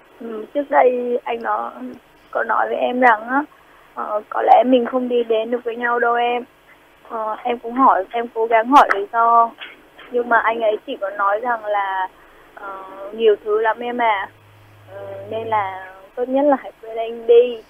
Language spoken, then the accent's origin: Vietnamese; Northern Vietnam, Vietnam; now in Ho Chi Minh City, Vietnam; Dạ, em là người Bắc. Mà gia đình em chuyển vào thành phố Hồ Chí Minh lâu rồi.